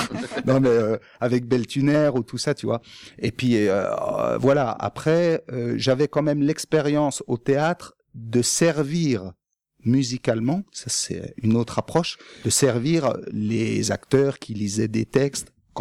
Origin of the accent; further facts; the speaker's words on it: Grand Est, France; Il est de Brest, moi, je suis des Vosges, donc on est opposés.